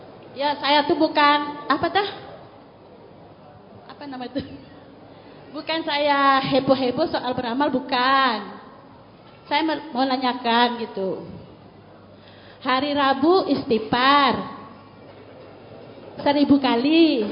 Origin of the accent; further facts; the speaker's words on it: Jambi, Indonesia; Saya dari Jambi.